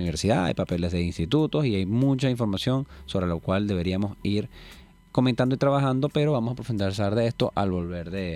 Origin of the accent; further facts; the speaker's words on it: Venezuela; nos va a requerir como venezolanos